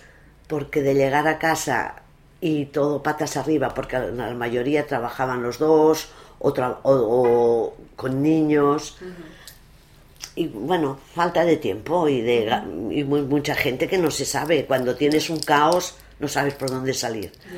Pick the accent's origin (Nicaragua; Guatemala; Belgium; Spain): Spain; Barcelona, Catalonia; born there; also born or lived in Bilbao / Madrid / Málaga; la Barceloneta desde hace 25 años. Yo había estado viviendo fuera de Barcelona, bueno, nací en Barcelona, nací en Sants, pero había estado viviendo en Bilbao, en Madrid, en Málaga. Cuando volví a Barcelona